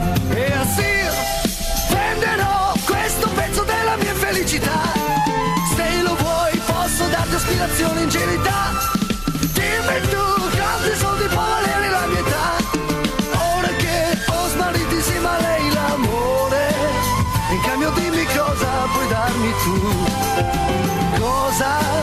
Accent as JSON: {"language": "Italian", "region": "Liguria", "country": "Italy", "said": "In quanto ligure credo di essere, diciamo, attrezzato per l'argomento."}